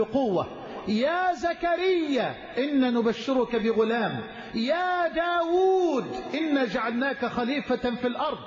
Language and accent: Arabic; Egypt; واجعل بلدنا مصر أمنا أمانا سخاء رخاء